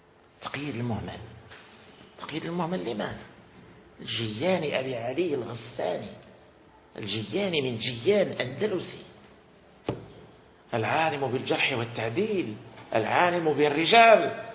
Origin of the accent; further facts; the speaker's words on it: Morocco; وليس بمقدورنا نحن أن نفعل، ونحن من أبناء المغرب